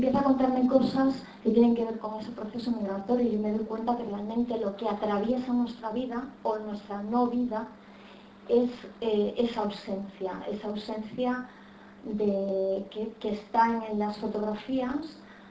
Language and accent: Spanish; Galicia, Spain; como en muchos pueblos de Galicia, en mi pueblo todo el mundo emigró, todo el mundo tiene familia de inmigrantes, inician este proceso migratorio, un proceso que inicia mi madre, que se va primero a mediados de los años 60, ella sola a trabajar